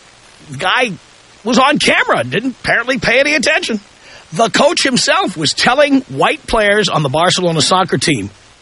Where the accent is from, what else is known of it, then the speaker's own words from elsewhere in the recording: United States; but by the same token as an American, it warmed the cockles of my heart